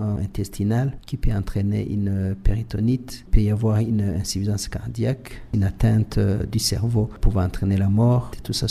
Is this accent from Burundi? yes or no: yes; Burundi; On peut les avoir ici chez nous au Burundi.